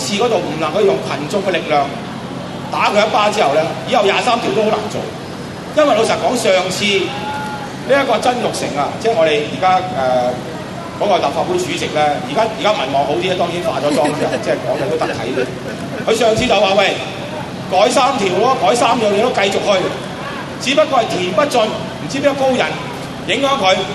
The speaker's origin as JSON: {"language": "Cantonese", "country": "China", "said": "我哋中國人俾自己嘅軍隊殺嗰日"}